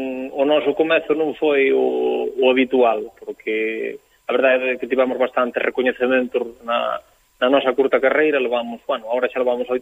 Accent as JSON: {"language": "Galician", "region": "Galicia", "country": "Spain", "said": "nós somos moi galegos tamén, porque somos do rural galego, non?"}